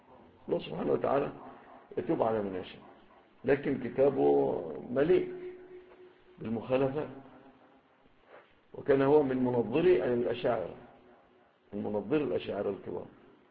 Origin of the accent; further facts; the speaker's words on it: Egypt; ربما ما تكونش في بلادنا مصر